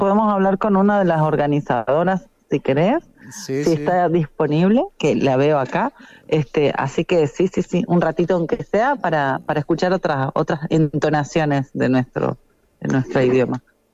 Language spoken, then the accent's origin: Spanish; Argentina; Vinimos 4 integrantes de Argentina, uno de Jujuy